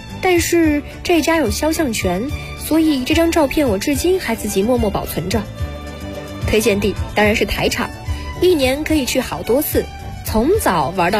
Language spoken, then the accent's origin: Chinese; Dalian, Liaoning, China; 后来得知我们是大连人后更是非常开心